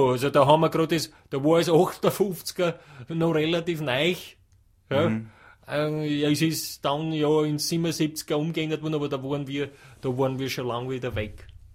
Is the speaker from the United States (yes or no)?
no; Tyrol, Austria; Wir Tiroler sind ja mit alle schnell bei du. Also, ich sag, bei uns in Tirol wird auf das Thema Verteidigung und Wehr und Abwehr und Militär.